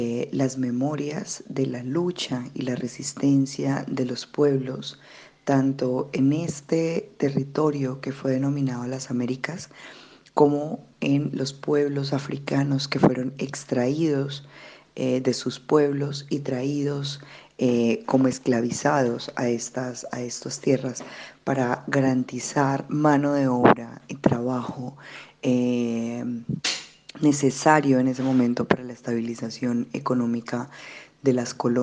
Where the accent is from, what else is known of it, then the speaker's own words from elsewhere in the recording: Colombia; born there; nací en Colombia, en lo que hoy es Colombia.